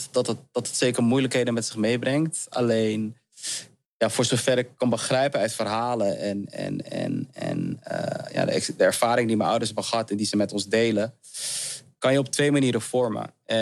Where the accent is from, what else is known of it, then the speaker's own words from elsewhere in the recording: Heemskerk, North Holland, Netherlands; Super Surinaams huis, kom af. Met heel veel liefde en warmte opgegroeid en opgevoed in een super wit dorpje, Heemskerk.